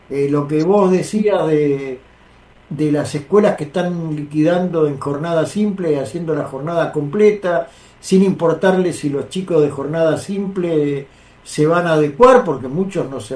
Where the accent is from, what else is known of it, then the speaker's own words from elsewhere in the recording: Villa Crespo, Buenos Aires, Argentina; yo soy de Villa Crespo